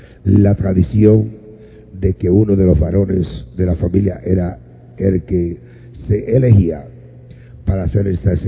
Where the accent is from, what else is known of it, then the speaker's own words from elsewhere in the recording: Añasco, Puerto Rico; en el barrio Ovejas de Añasco, de donde yo soy natural, donde nació mi madre, a las orillas del río Grande de Añasco, frente al monte de los ríos.